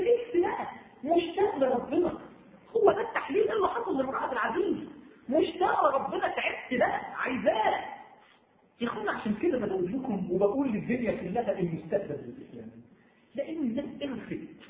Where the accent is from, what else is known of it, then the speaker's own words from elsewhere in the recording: Egypt; ده مش عشان انا مصري ده مش ده يعني يا جماعه دي مش قوميه بلدنا